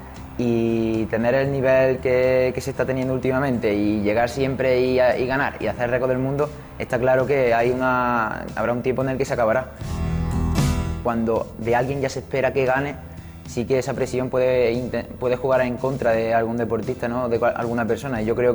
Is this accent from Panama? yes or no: no; La Rambla, Andalusia, Spain; de aquí de la Rambla, de mi pueblo